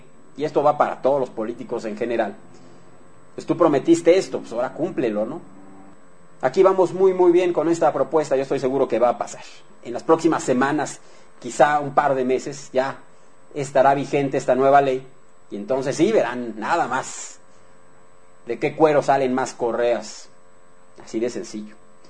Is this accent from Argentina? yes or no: no; Mexico; como ciudadanos mexicanos que somos